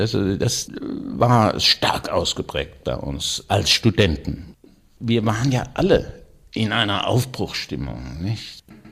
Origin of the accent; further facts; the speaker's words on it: Wiesbaden, Hesse, Germany; born there; In Wiesbaden, wo ich geboren bin, und habe da 2 Semester studiert, Innenarchitektur.